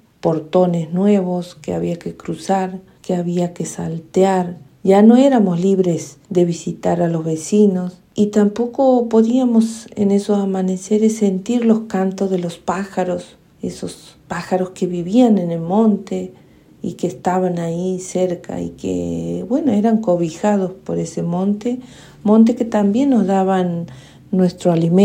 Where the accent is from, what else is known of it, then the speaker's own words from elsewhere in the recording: Santiago del Estero, Argentina; soy de Santiago del Estero, de una comunidad indígena de pueblo originario Vilela.